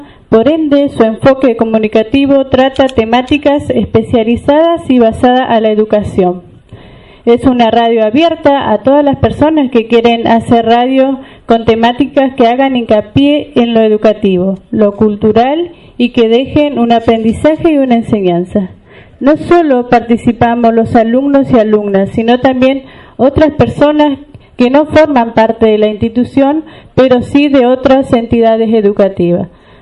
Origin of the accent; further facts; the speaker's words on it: Junín de los Andes, Neuquén, Argentina; soy de Junín de los Andes y del departamento Huiliche.